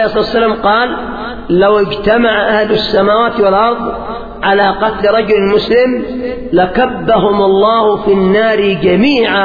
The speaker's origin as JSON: {"language": "Arabic", "country": "Yemen", "said": "خصوصا عندنا في اليمن"}